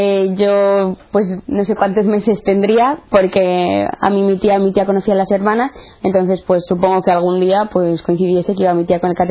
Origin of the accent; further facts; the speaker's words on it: Santander, Cantabria, Spain; tengo 18 años, soy de Santander, soy la mediana de tres hermanos. Mi familia siempre ha sido católica, practicante, tanto por parte de padre como de madre, y entonces pues siempre me he criado en un ambiente cristiano.